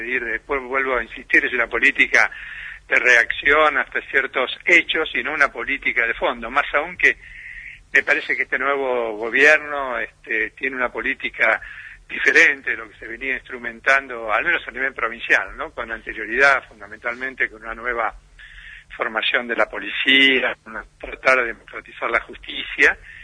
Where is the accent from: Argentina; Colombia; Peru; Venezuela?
Argentina; Buenos Aires; now in Bariloche, Argentina; yo hace 40 años que vine de Buenos Aires, ¿no? Y realmente me siento, obviamente, más rionegrino y barilochense